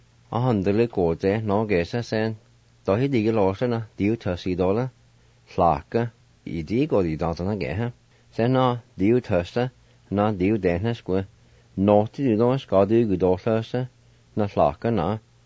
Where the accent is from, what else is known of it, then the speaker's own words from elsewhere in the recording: Jay, Oklahoma, United States; now in Tahlequah, United States; the things I remember while growing up around the Jay area and to the present time here in Tahlequah.